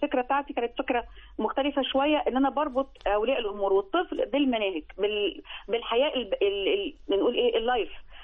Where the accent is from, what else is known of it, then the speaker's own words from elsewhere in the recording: Egypt; أنا خدتها بشكل من أكون كهويتي كمصري